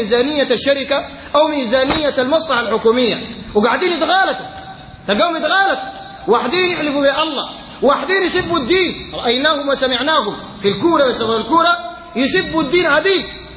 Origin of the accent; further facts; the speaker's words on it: Sudan; لأنه خيبتنا كسودانيين إن النسواننا بيجي يخشوا الاستاد